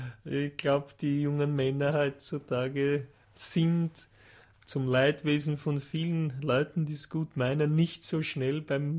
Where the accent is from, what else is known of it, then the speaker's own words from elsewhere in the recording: England, United Kingdom; German is a second language; Das ist England, ja.